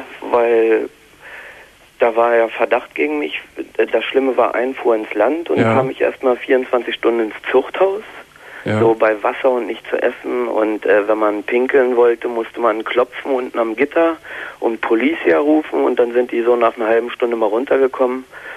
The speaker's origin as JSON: {"language": "German", "country": "Germany", "said": "Als Deutscher, also als Ausländer, kriegt man das da."}